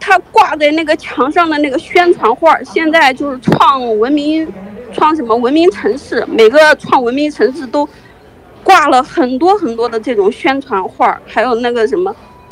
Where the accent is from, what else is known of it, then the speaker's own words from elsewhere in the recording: China; 我们从小，我们大陆人从小，我们根本就不知道他教的那些东西，